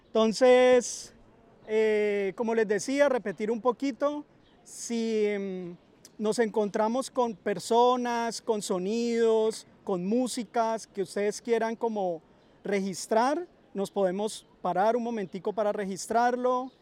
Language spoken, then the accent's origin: Spanish; Cali, Valle del Cauca, Colombia; yo vengo de Cali